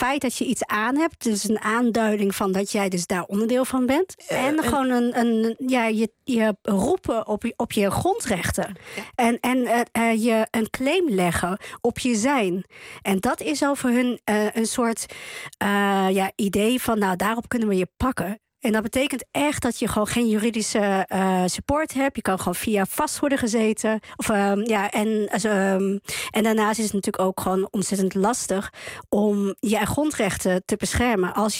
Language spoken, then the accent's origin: Dutch; Netherlands; also born or lived in Chile; Nou, ik ben opgegroeid in Nederland. Ik ben geboren in Chili.